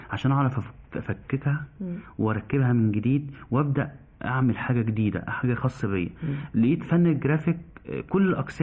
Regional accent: Egypt; ودي عادتنا كمصريين

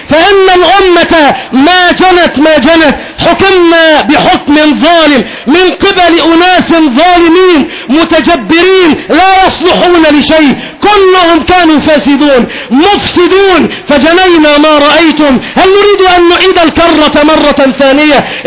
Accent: Egypt; كمسلم من المسلمين، كمصري من المصريين

